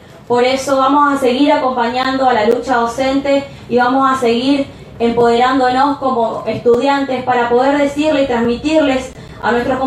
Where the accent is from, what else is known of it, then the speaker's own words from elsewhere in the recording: Argentina; como pueblo argentino le dijimos no a las políticas que viene llevando adelante el gobierno nacional.